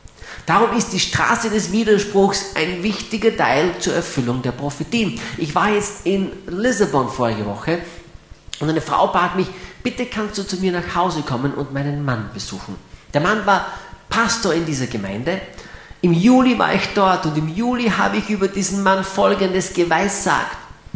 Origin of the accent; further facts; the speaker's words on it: Graz, Styria, Austria; Steirer bleiben gesund, nicht wahr? Ich bin ja ein Grazer.